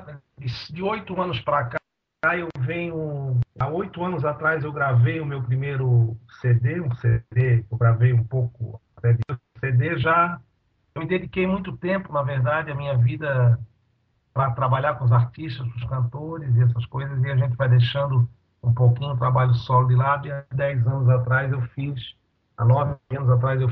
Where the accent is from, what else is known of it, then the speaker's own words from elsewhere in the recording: Florianópolis, Santa Catarina, Brazil; also born or lived in Rio de Janeiro / São Paulo; Sou de Floripa. Morei muito tempo fora, morei no Rio de Janeiro 11 anos, morei em São Paulo 3 anos, 7 anos voltei, estou morando em Florianópolis